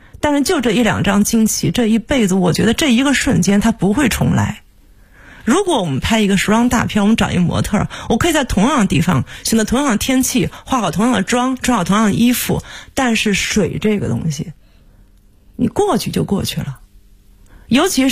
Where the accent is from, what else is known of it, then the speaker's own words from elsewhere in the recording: Suzhou, Jiangsu, China; also born or lived in Nanjing; 是因为我是苏州人，这是一个对老家的致敬，然后我生在南京，而且苏州文化对我的影响非常大。